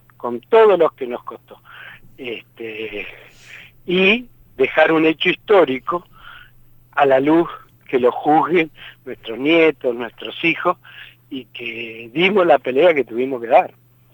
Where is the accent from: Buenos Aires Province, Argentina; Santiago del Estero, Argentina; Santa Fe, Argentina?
Santa Fe, Argentina; No entendíamos al principio, como cualquier santafesino.